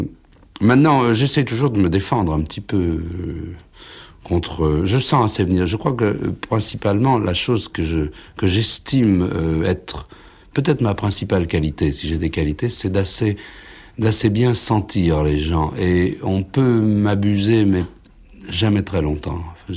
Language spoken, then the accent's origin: French; France; Il est aussi américain, et moi je suis français.